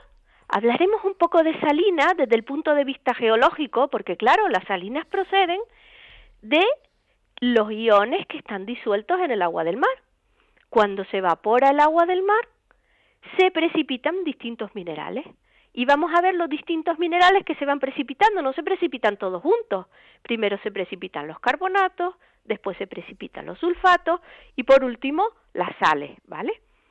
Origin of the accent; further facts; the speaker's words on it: Canary Islands, Spain; yo soy canaria, digo azulado